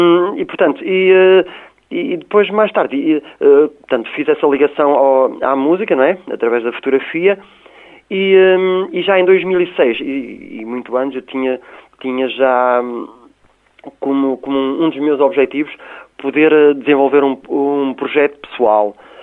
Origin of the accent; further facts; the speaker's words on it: Portugal; são muito intrínsecas em nós, não é? Enquanto portugueses.